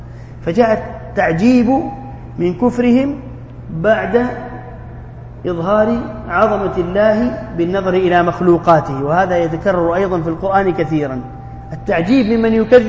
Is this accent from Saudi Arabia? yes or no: yes; Jeddah, Makkah Province, Saudi Arabia; أذكر أننا زرعنا في الحديقة عندنا في جدة ونحن صغار شجرة رمان